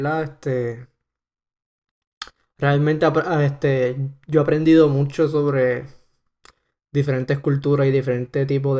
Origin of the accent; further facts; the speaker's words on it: Ponce, Puerto Rico; Y pues, yo soy de Puerto Rico. Yo nací en Ponce, Puerto Rico, por alguna razón, ¿entiendes?